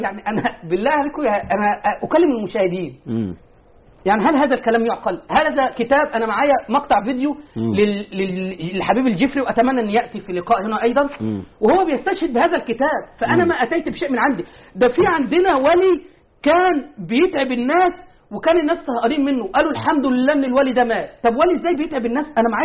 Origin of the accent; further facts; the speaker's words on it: Tanta, Gharbia, Egypt; الشيخ من طنطا وأنا من طنطا،